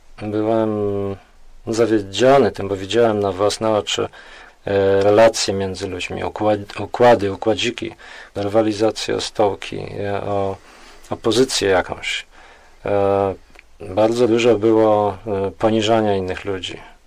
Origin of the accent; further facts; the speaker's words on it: Piaseczno, Masovian Voivodeship, Poland; Urodziłem się w Piasecznie, w okolicach Warszawy. No, dzieciństwo w zasadzie bardzo mile wspominam.